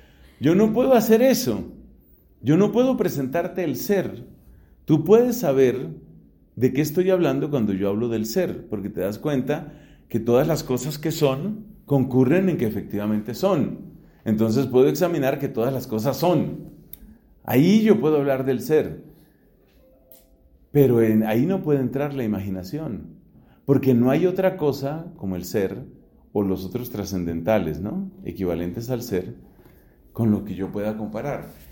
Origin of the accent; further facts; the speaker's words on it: Bogotá, Colombia; born there; yo soy un ser humano que nací en Bogotá y nací de mis papás que se llaman Bernardino y María del Socorro.